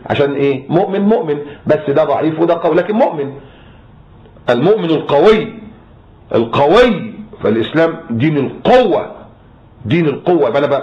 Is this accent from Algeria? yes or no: no; Egypt; انت عارفين احنا مصريين